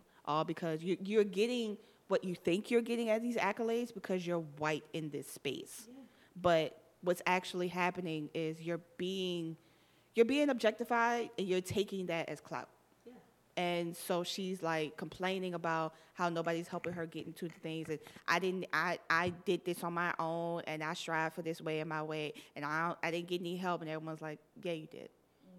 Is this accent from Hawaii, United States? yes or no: no; Miami, Florida, United States; I'm from Miami.